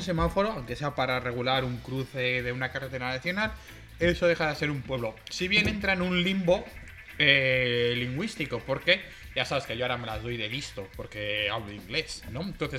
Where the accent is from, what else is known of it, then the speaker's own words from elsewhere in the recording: Bilbao, Basque Country, Spain; yo tengo pueblo, entonces yo soy muy de Bilbao, del centro, como todo el mundo sabe, pero yo también soy muy del pueblo porque tengo mis raíces